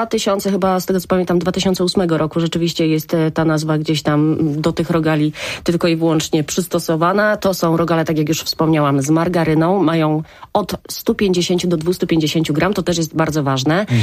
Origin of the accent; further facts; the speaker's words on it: Poznań, Greater Poland Voivodeship, Poland; pamiętaj, że jestem z Poznania, więc rzeczywiście tak pytam o to.